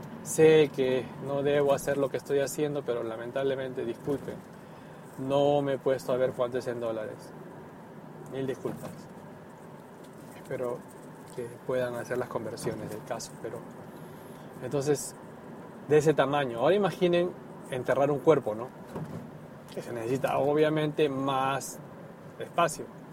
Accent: Peru; now in Japan; Cuando en mi país, en mi tierra natal, Perú, una persona, un familiar ha fallecido, lo más común era ir al cementerio y enterrar

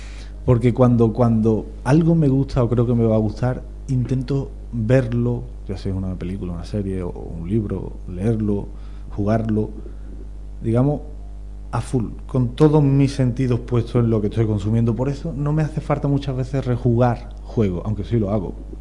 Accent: La Puebla de Cazalla, Andalusia, Spain; y en mi pueblo, en la Puebla de Cazalla, hubo un pequeño terremoto.

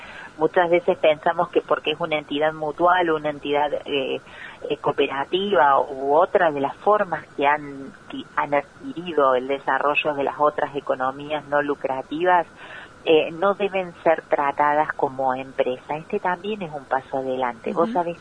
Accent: Villa María, Córdoba, Argentina; yo soy oriunda de Villa María, provincia de Córdoba, ¿no?

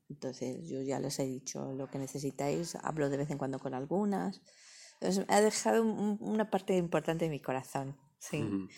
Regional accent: Spain; Muchas veces los españoles solemos despreciar mucho nuestros mismas.

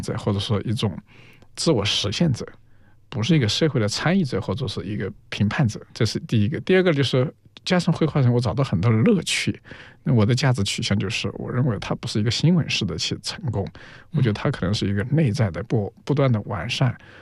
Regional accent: Yunnan, China; also born or lived in Jiangsu / Zhejiang; 我是出生在云南的，那长了好多年

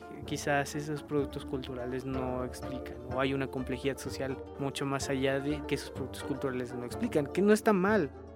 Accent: Mexico; como mexicano a veces es muy... Nada más aquí comemos chile y aquí aguantamos el picante.

